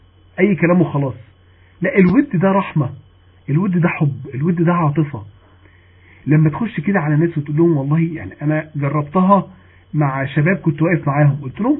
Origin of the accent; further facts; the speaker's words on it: Mansoura, Dakahlia, Egypt; اللي هي كانت اعلى كلاس موجود عندنا في المنصوره